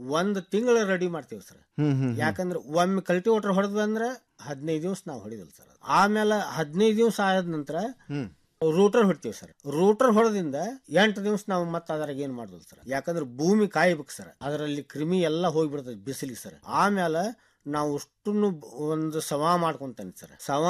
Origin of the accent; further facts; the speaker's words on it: Aralikatti, Karnataka, India; ನಾನು ಹುಬ್ಳಿ ತಾಲೂಕು ಅರಳಿಕಟ್ಟಿಯಿಂದ ಬಂದಿದ್ದೇನೆ.